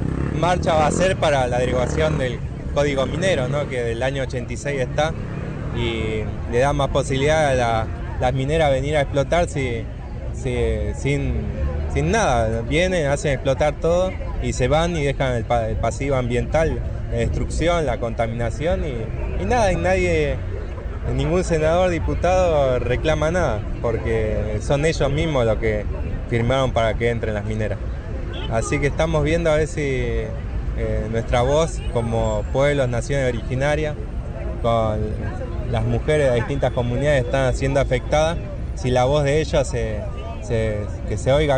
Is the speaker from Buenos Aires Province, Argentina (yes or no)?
no; Chubut, Argentina; de la comunidad Pillán Mawisa, espíritu de la montaña significa, y vengo de allá de Chubú